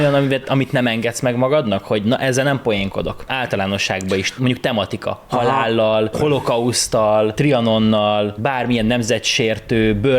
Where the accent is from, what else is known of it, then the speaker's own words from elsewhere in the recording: Békés, Hungary; ahol én voltam békésen, ahol felnőttem, nagyon sok roma származású ember